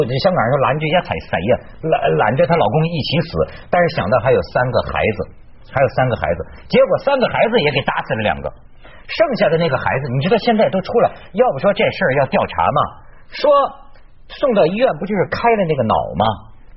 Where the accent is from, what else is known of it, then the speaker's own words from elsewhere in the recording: China; 咱们都是中国人，中国人为什么特别相信命啊？